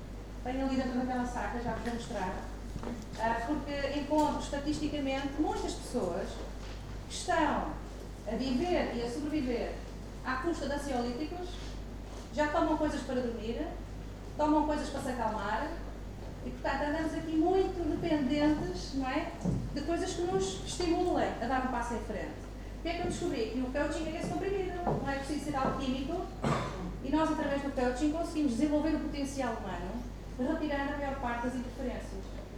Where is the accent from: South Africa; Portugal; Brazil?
Portugal; born there; eu nasci cá, nasci em Portugal, ainda para mais, isto é uma particularidade, nasci no dia 10 de junho, que é o dia de Portugal